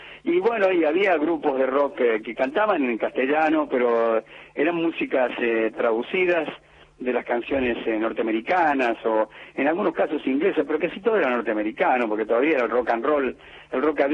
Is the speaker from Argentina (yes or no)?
yes; Córdoba, Argentina; yo soy cordobés, lógicamente da por hecho que tengo una relación extraordinaria con la gente de Córdoba